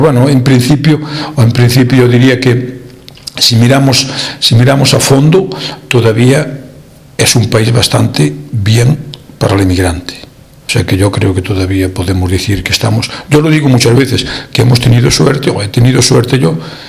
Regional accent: Galicia, Spain; now in Netherlands; yo soy de Orense, de un pueblecito de cerquita de Orense, hacíamos la vida mucho en la capital. Trabajaba en la capital, trabajaba en Orense mismo

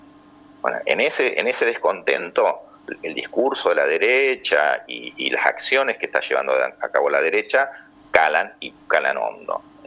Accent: Argentina; no solamente con lo que nos pasa a nosotros como argentinos

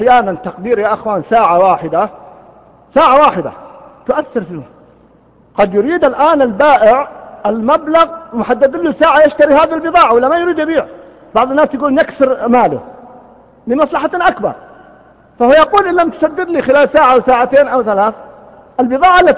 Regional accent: Riyadh, Riyadh Province, Saudi Arabia; كان يسمى عندنا في الرياض قديما الجفرة في الديرة

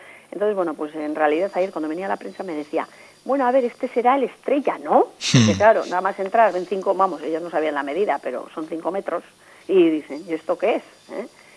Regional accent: Artziniega, Basque Country, Spain; hacer homenaje a mi pueblo, que es Archiniega.

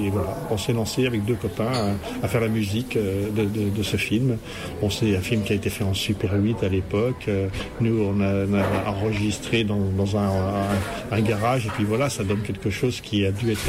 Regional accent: Rennes, Brittany, France; born there; j'ai décidé de rentrer en fait dans ma terre natale, parce que je suis né à Rennes, tout près d'ici.

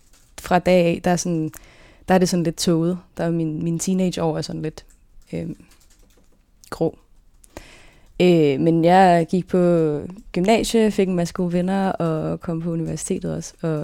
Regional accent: Gentofte, Capital Region of Denmark, Denmark; born there; also born or lived in Østerbro / Ølstykke; Jeg er født i Gentofte. Og så boede jeg på Østerbro i noget tid, sammen med mine brødre og mine forældre. Så flyttede vi til Ølstykke, og der boede vi i nogle år, indtil mine forældre blev skilt, da jeg var 7.

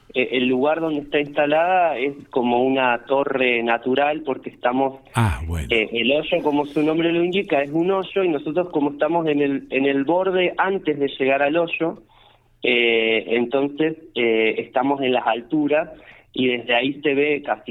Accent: Bariloche, Río Negro, Argentina; yo vengo de Bariloche, no es tan lejos, pero bueno, también soy de afuera

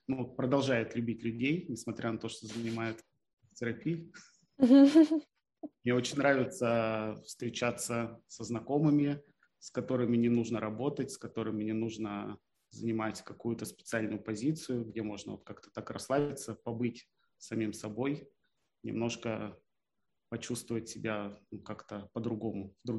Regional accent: Khabarovsk, Khabarovsk Krai, Russia; moved away as an adult; now in Moscow, Russia; переехал год назад в Москву, примерно вот в октябре будет ровно год. А я вырос и родился в Хабаровске. Вот. А после какого-то времени жизни решил перебраться в Москву.

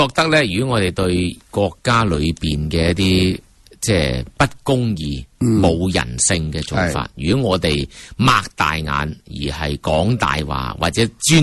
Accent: China; 为什么我们中国人我特别我们大学生那么悲凉呢

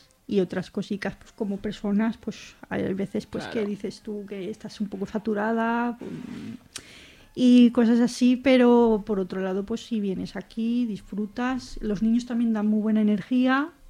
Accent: La Madalena, Spain; yo cuando era pequeña yo vivía aquí en La Madalena.

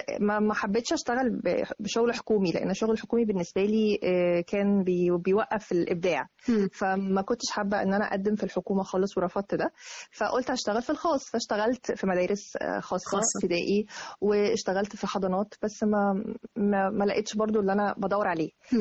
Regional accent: Arish, North Sinai, Egypt; also born or lived in Riyadh, Saudi Arabia; الوطن الأساسي العريش، بس أنا كان مسقط رأسي الرياض. الميلاد مكان ميلادك الرياض بس. وبعد كده رجعنا تاني للعريش مع والدي.

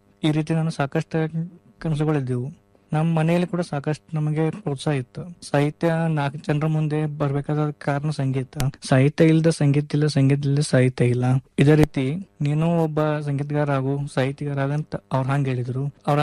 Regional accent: Todavada, Karnataka, India; now in Dharwad, India; ನಾನು ಬೆಳಗಾವಿ ಜಿಲ್ಲೆಯ ಅಥಣಿ ತಾಲೂಕಿನ ತೊಡವಾಡ ಎಂಬ ಪುಟ್ಟ ಗ್ರಾಮದವನು. ನಾನು ಧಾರವಾಡದಲ್ಲಿ 3ನೇ ವರ್ಷ ಸಂಗೀತ ವಿದ್ಯಾಭ್ಯಾಸ ಮಾಡುತ್ತಿದ್ದೇನೆ.

